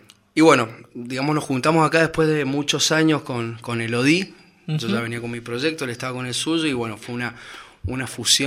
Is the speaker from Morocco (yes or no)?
no; Argentina; nosotros somos argentinos, vamos a aclarar así para las personas que están escuchando